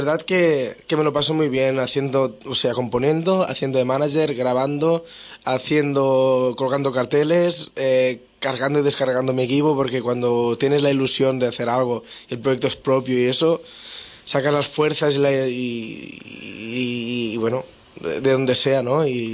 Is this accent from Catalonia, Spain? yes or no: yes; Catalonia, Spain; yo soy del Delta del Ebro, que es un pueblo muy tranquilo del sur de Cataluña